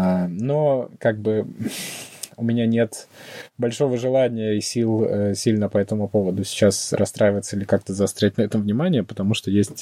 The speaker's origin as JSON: {"language": "Russian", "country": "Russia", "said": "и да, я из России"}